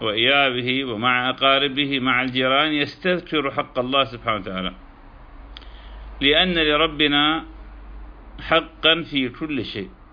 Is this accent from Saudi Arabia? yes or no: no; Iraq; moved away; كما نحن قد هجرنا بلادنا العراق مكرهين